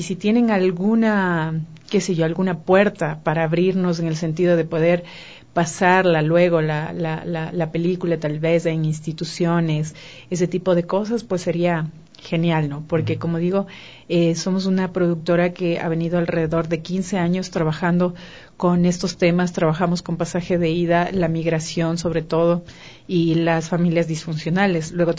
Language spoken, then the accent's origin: Spanish; Ecuador; Y nosotros decíamos, no, somos ecuatorianos.